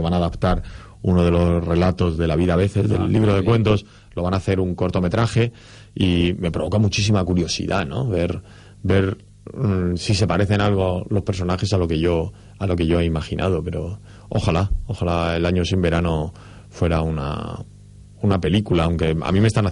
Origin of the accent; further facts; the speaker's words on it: Murcia, Region of Murcia, Spain; yo soy de una ciudad pequeña, soy de Murcia y hay otro ritmo muy diferente al de la gran ciudad